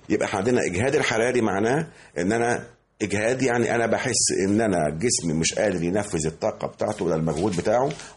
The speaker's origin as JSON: {"language": "Arabic", "country": "Egypt", "said": "مش عندنا في مصر فقط ولا في المنطقه فقط"}